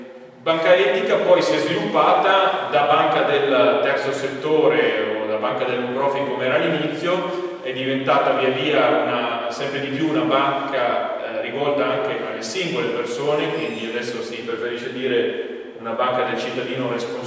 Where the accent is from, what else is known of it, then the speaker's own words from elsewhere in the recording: Verona, Veneto, Italy; now in Como, Italy; sono originario di Verona, quindi anche questo è uno dei motivi per cui mi sono perso a Caldorago